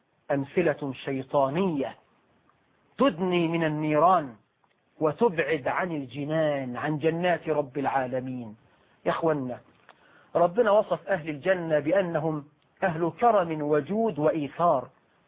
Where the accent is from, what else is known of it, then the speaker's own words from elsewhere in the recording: Egypt; عندنا في مصر